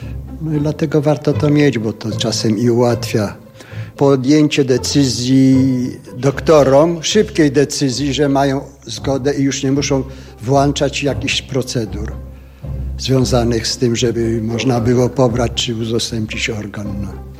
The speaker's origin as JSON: {"language": "Polish", "town": "Lublin", "region": "Lublin Voivodeship", "country": "Poland", "said": "u siebie w Lublinie, bo ja z Lublina pochodzę."}